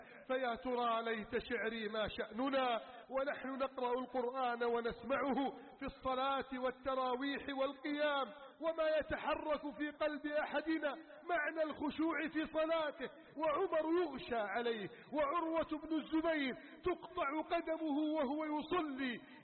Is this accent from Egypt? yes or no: yes; Egypt; اللهم احفظ بلدنا مصر، احفظ بلدنا مصر من كيد الكائدين